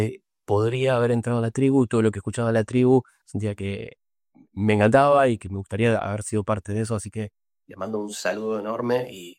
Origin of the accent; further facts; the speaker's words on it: Rosario, Santa Fe, Argentina; Yo soy de Rosario, siempre en Rosario.